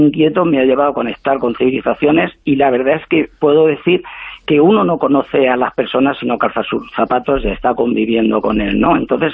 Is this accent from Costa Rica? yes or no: no; Spain; Sí, yo soy blanquito, español, europeo como todos vosotros